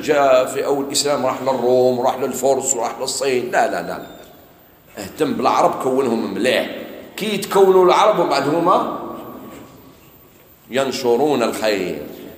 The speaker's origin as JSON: {"language": "Arabic", "country": "Morocco", "said": "ولا هنايا عندنا في المغرب؟"}